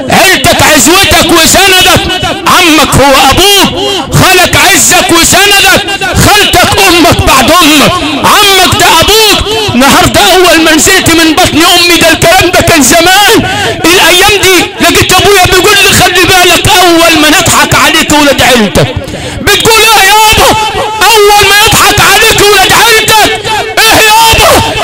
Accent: Sharqia Governorate, Egypt; أنا ابن الشرقية،

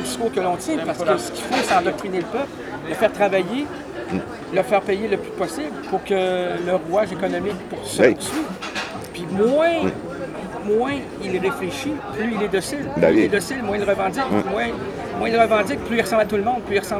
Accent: Quebec, Canada; chez nous au Québec, quand il fait moins 40

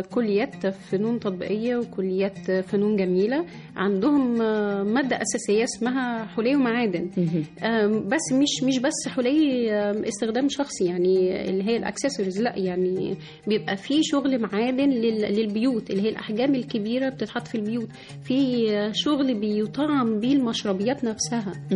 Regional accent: Egypt; هو احنا بيوتنا كلنا كمصريين هتلاقي عندنا النحاس موجود بشكل أساسي

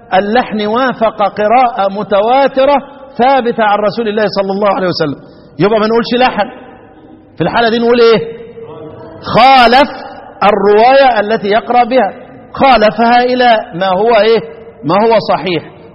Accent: Egypt; انما هي بتاعتنا احنا كمصريين

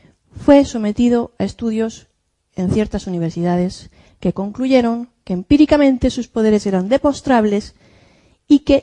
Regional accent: Valencian Community, Spain; Vive en un pequeño pueblo de La Romana, de 1.500, 2.000 habitantes, casi al lado de mi pueblo. Y como todos los de mi comarca, se dedica a la viña, a la uva de mesa con denominación de origen.

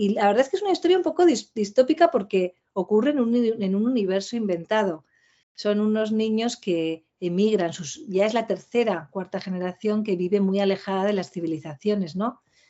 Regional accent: Pamplona, Navarre, Spain; now in Madrid, Spain; yo soy de Pamplona, soy de Navarra, cuando actualmente resido en Madrid.

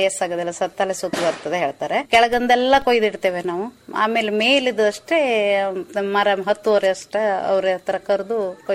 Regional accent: Bole, Karnataka, India; moved away as an adult; ನಾವ್ ಮೊದ್ಲು ಅಲ್ಲಿ ಬೋಳೆದಲ್ಲಿ ಇದ್ವಿ, ಮೂಲತಃ ನಾವು ಅಲ್ಲಿ. ನಾವು ಮದ್ವೆ ಆದ ಮಗು ಆದ್ಮೇಲೆ ಇಲ್ಲಿ ಬಂದು ಉಳ್ಕೊಂಡಿದ್ವಿ.

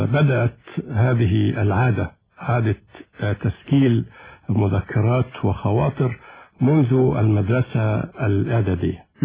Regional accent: Sirs al-Layyan, Monufia Governorate, Egypt; born there; الحقيقة أنا ولدت خلال الحرب العالمية الثانية، وعقب الحرب مباشرة اجتاح يمكن معظم أرجاء الوطن المصري وباء الكوليرا

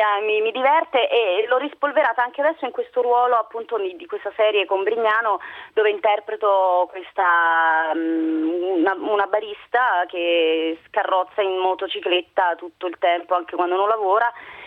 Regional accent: Naples, Campania, Italy; Io poi da napoletana, ovviamente chi non ama il mare

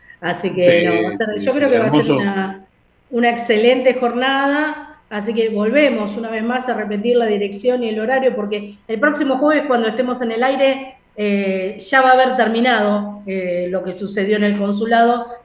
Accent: Uruguay; now in Argentina; yo soy uruguaya, pero amo Argentina porque es el país en el que vivo. Y también amo Brasil porque es el país al que voy seguido y es donde proceden mis ancestros. Gran parte de mis ancestros proceden de Brasil y de Portugal, o sea

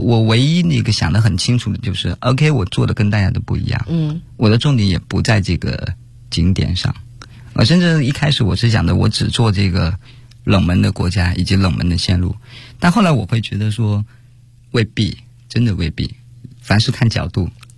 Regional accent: Guangxi, China; 我就在广西，我是广西人，理论上我应该对广西非常的熟

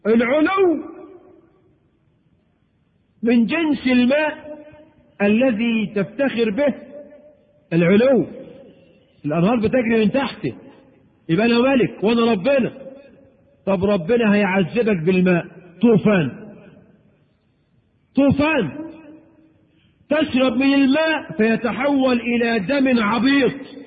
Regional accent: Egypt; وبعض الشواذ عندنا في مصر

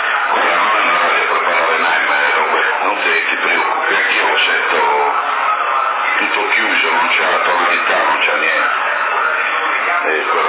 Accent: Messina, Sicily, Italy; Non lo so, sono di Messina, sono tanti quelli

